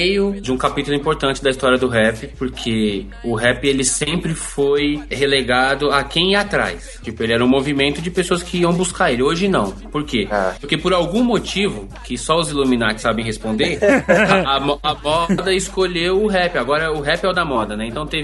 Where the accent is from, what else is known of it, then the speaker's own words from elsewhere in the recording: São Paulo, Brazil; born there; Eu nasci no Grajaú, né? Um bairro aqui da periferia de São Paulo, eu moro aqui até hoje, tô aqui inclusive.